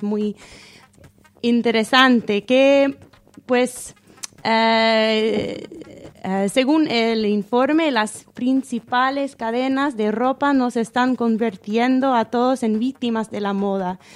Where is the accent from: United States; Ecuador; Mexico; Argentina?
United States; Spanish is a second language; como yo conozco de mi pueblo en los Estados Unidos, hay movimientos de upcycle para reconstruir